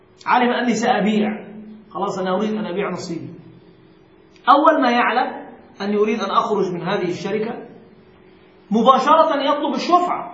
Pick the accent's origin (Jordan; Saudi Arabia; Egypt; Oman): Egypt; هناك مشكلة حتى عندنا في مصر